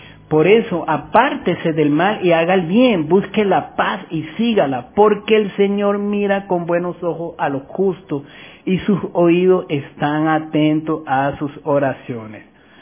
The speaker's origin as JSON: {"language": "Spanish", "town": "Caracas", "region": "Capital District", "country": "Venezuela", "tie": "born there", "said": "Soy caraquista porque nací en Caracas realmente"}